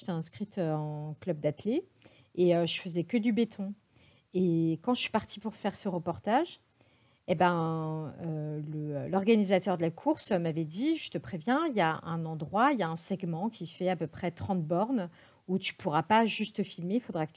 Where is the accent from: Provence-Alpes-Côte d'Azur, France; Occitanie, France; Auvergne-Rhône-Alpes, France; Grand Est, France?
Grand Est, France; now in Paris, France; dès que je peux partir de Paris, donc je vais en montagne ou je vais là où j'ai grandi en Alsace